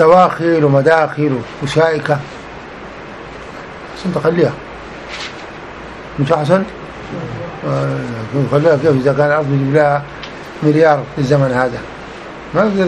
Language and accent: Arabic; Sudan; يقول له والله قبل بعد عندنا في السودان طوالي.